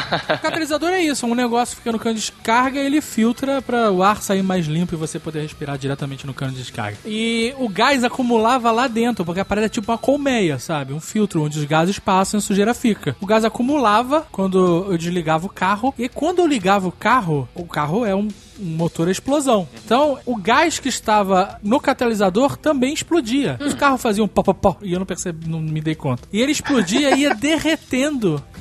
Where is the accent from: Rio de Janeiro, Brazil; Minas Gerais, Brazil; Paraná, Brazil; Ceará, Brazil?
Rio de Janeiro, Brazil; O Tucano fala que eu sou paulista enrustido, né, porque minha infância inteira eu passei, ou eu ia no shopping ou ia no aeroporto, do Rio de Janeiro, isso.